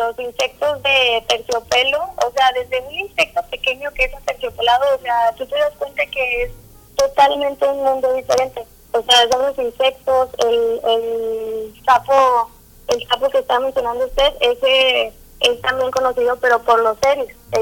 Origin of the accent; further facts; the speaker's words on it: Mexico; y a nosotros como mexicanos nos corresponde ir a apreciarlo